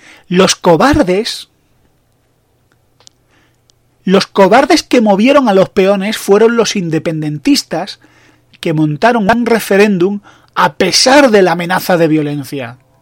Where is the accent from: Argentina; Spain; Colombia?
Spain; yo, como español